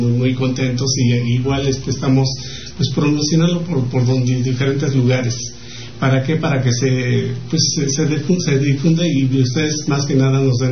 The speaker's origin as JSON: {"language": "Spanish", "town": "San Miguel de Allende", "region": "Guanajuato", "country": "Mexico", "tie": "born or raised there", "also_born_or_lived": "Tierra Blanca, Veracruz", "lives_now": "Mexico City, Mexico", "said": "yo nací en Tierra Blanca, Veracruz. Y de ahí me llevan muy chico a San Miguel de Allende, Guanajuato. Entonces yo, cuando ya me regreso otra vez para tierras veracruzanas, igual a seguir creciendo, pero ya de ahí me regreso a la Ciudad de México"}